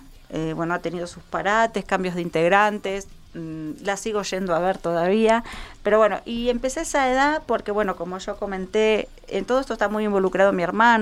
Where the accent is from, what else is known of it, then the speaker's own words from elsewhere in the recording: Isidro Casanova, Buenos Aires Province, Argentina; en la zona oeste, de donde soy yo, en Casanova.